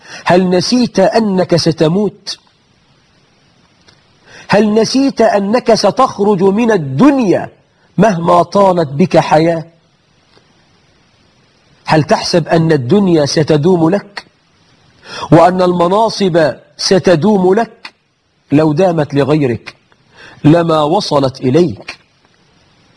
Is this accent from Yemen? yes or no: no; Egypt; نحن عندنا في مصر مئات الآلاف من المبارك.